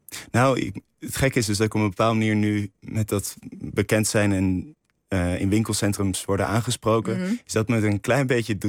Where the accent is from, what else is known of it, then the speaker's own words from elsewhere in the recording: Rotterdam, South Holland, Netherlands; ja, dat was het te onrustig in Rotterdam, waar ik vandaan kom.